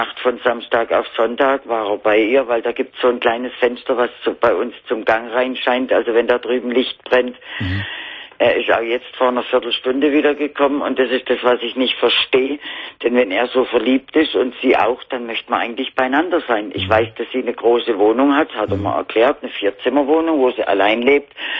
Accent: Konstanz, Baden-Württemberg, Germany; ich komme eigentlich vom Bodensee aus Konstanz.

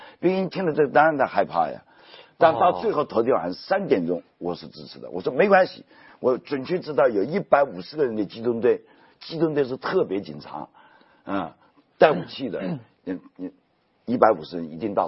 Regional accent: Japan; 因为我是日本人，对吧？

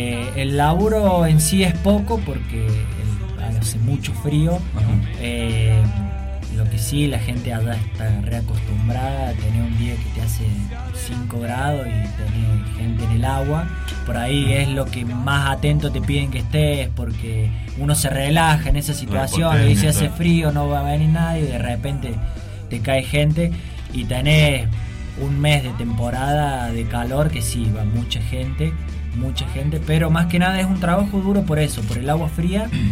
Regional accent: Córdoba, Argentina; Yo, la verdad, soy del interior de Córdoba.

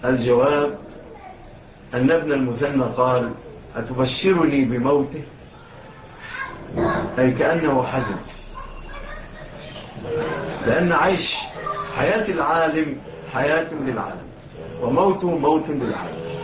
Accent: Egypt; إلى بلادنا مصر

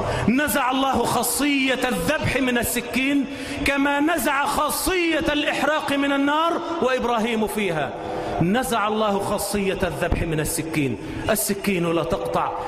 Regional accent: Egypt; اللهم اجعل بلدنا مصر آمنة مطمئنة

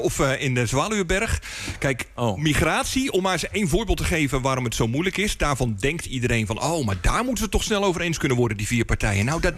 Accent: Rotterdam, South Holland, Netherlands; Nou, ik kom uit Rotterdam, deze ijssalon zit er al zo lang als dat ik ken.

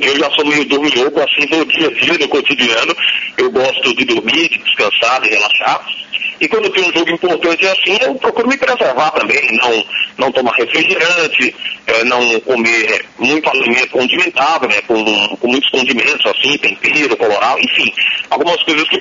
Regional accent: São Paulo, Brazil; now in Pernambuco, Brazil; porque cresci em São Paulo e depois voltei aqui para o estado de Pernambuco, nasci em Pernambuco, aí fui para São Paulo.

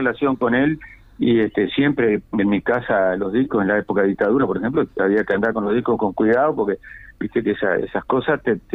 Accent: Paysandú, Uruguay; Me crié y viví en Paysandú siempre.

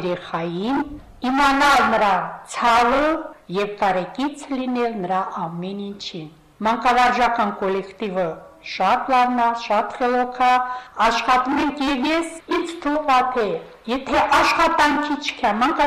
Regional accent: Nerkin Horatagh, Nagorno-Karabakh, Azerbaijan; Ծնվել եմ Լեռնային Ղարաբաղի Ինքնավար Հանրապետության Մարտակերտի շրջանի Ներքին Հորաթակ գյուղում։

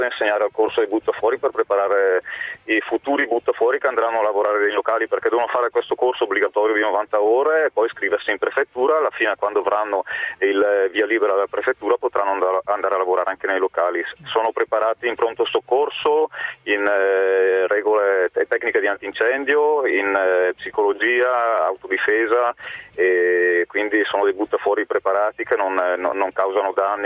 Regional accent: Brescia, Lombardy, Italy; Io sono di Brescia, anche se adesso sono a Bergamo perché sono qui per una docenza.

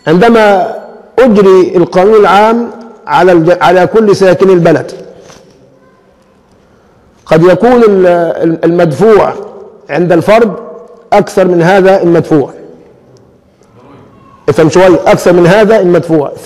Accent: Egypt; لكن عندنا كمصريين من خفة الدم بنقول فلوس على أي إيه؟

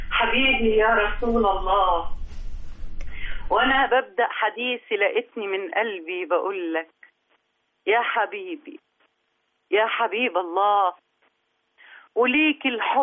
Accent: Egypt; كل الاحتلالات دخلت مصر اخذت مننا وخرجت، احنا ما خدناش منها

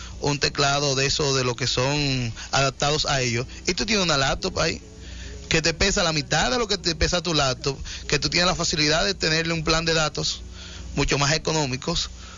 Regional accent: Cibao, Dominican Republic; Dale, que yo no vivo aquí en Santiago, pero yo soy cibaeño.

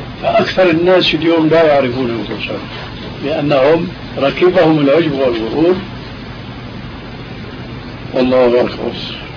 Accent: Syria

